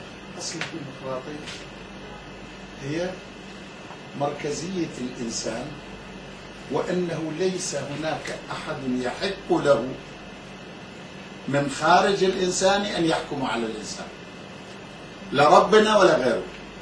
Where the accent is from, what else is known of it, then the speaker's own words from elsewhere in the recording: Egypt; منظورنا كلنا، أنا منظوري أنا أيضا، أنا مصري